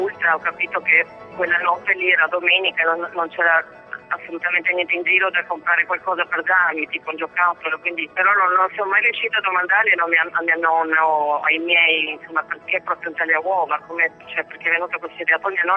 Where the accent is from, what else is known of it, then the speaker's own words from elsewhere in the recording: Venezuela; Io sono nata in Venezuela, quindi abitavamo lì. I miei genitori sono emigrati perché mio padre lavorava lì